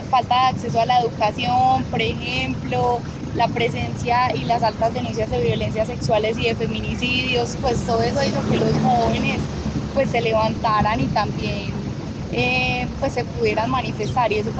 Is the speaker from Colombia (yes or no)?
yes; Medellín, Antioquia, Colombia; vengo de Medellín, Colombia.